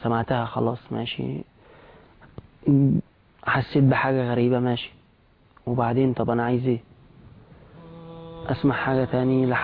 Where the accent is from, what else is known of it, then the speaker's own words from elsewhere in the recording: Egypt; ولو ما جاوبتش عليهم هتطلع لما بيقولوا عندنا في مصر على نقالة يعني.